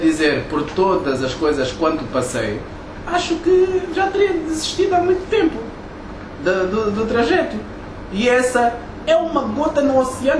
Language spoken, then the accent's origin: Portuguese; Angola; Eu sou angolano de pedra, cal, de, seja lá onde for.